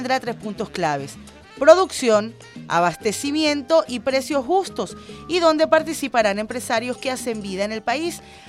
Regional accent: Venezuela; todos somos venezolanos

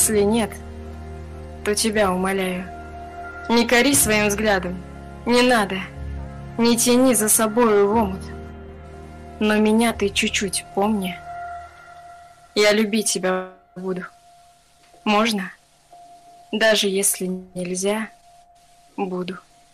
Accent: Ufa, Bashkortostan, Russia; Я с Уфы, да, я здесь родилась.

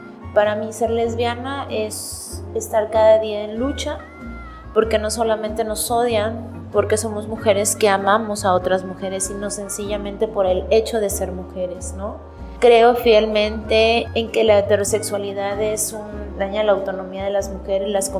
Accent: Chiapas, Mexico; Soy del estado de Chiapas.

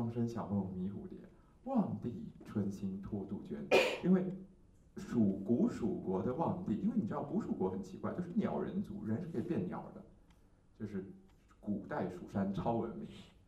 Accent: Taiwan; 可是因为我们台湾是相思树的产地，所以我们台湾人知道说相思树是很毒的

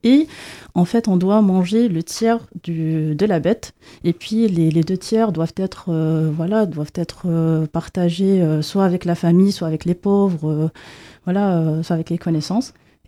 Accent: Morocco; j'ai grandi en fait au Maroc. Le Maroc, c'est un pays musulman. Donc j'ai grandi plutôt dans une famille musulmane

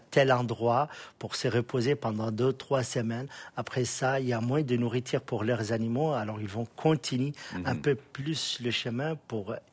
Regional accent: Mauritania; De Mauritanie.

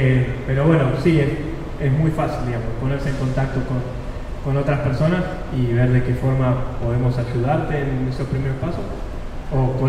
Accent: Buenos Aires, Argentina; voy a Buenos Aires, yo soy de Buenos Aires.

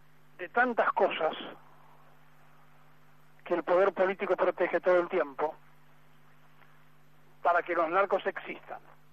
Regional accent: Argentina; es mucho más difícil como argentino tener que decirles estas cosas a los connacionales

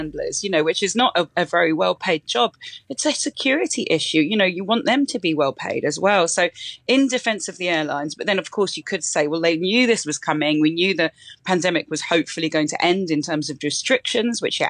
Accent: Andalusia, Spain; I grew up here. I'm an expat child. I grew up on the Costa del Sol.

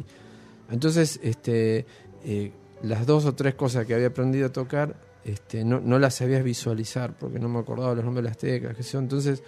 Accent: Buenos Aires, Argentina; yo soy de Devoto

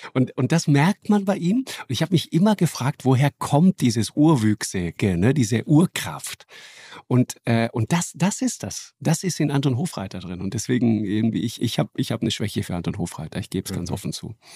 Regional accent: Trentino-Alto Adige, Italy; accent: South Tyrolean dialect; now in Hamburg, Germany; Ja, alles Südtiroler.

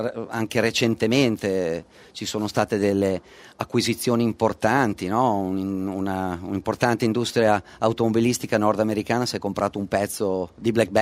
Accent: Emilia-Romagna, Italy; non posso da emiliano dire

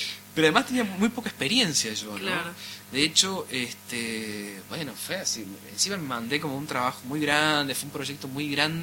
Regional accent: Córdoba, Argentina; No es mi lugar, yo no soy cordobés, soy del sur de Córdoba

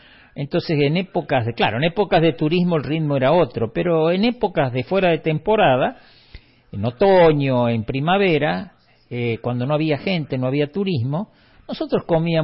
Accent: Capilla del Monte, Córdoba, Argentina; moved away; Muchos años después que yo me fui de Capilla del Monte, pasaron los años y alguna vez volví

